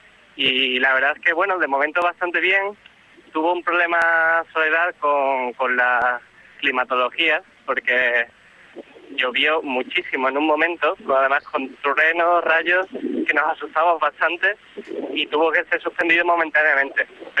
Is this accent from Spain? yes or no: yes; Seville, Andalusia, Spain; Nací en Sevilla y estudié allí, y hasta hace unos 2 años estuve viviendo allí.